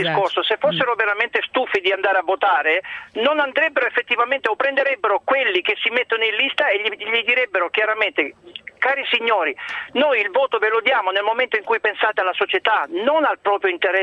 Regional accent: Apulia, Italy; moved away as an adult; io sono originario del Salento

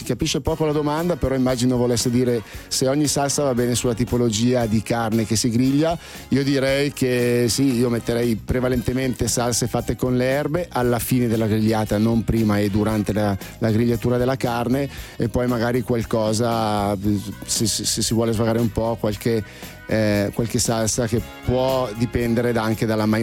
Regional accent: Milan, Lombardy, Italy; come la intendo io milanese

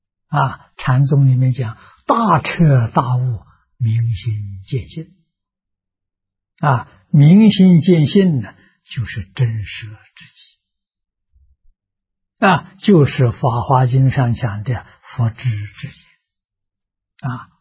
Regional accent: China; 我们中国人讲样板非常重要

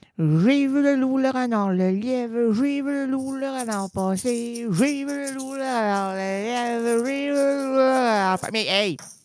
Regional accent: Quebec, Canada; On est des Québécois connaissants, là.

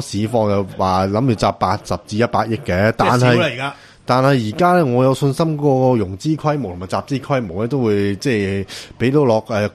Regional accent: China; 咁咧港人呢一方面就对比我们大陆人就冇优势嘅

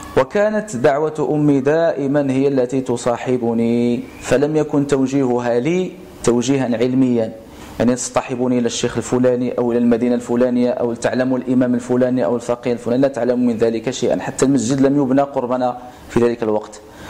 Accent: El Hajeb, Fès-Meknès, Morocco; born there; now in Martil, Morocco; من مواليد 1988 بمدينة الحاجب، إمام وخطيب بمسجد رياض صوفيا بمارتيل،

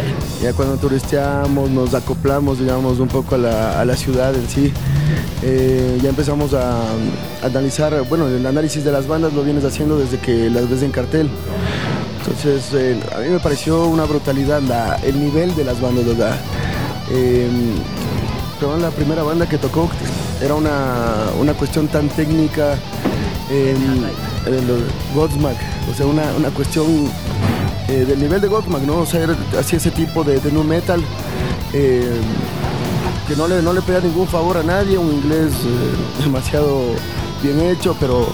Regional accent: Ecuador; siempre dándonos la mano también como ecuatorianos

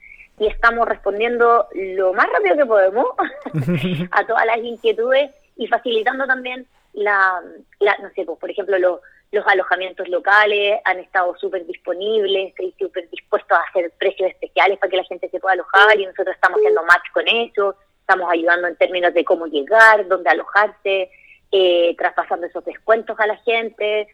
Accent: Chile; ¿Cómo lo traemos a Chile? ¿Cómo lo hacemos real, pero en mi país, para nuestra gente?

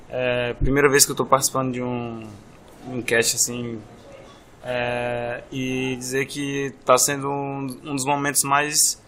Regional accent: Brasília, Federal District, Brazil; moved away as an adult; now in Florianópolis, Brazil; morei, nasci e vivi em Brasília 22 anos e mudei para Florianópolis ano passado.

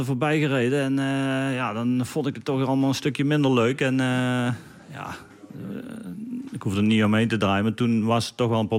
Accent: Limburg, Netherlands; Als Nederlander de Amstel Gold Race winnen is al speciaal. Maar als Limburger maakt het nog specialer natuurlijk. En voor mij was mijn trainingsgebied.

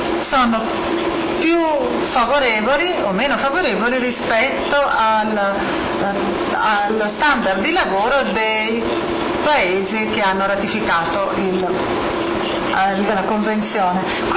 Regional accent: United States; io sono scettico in quanto statunitense

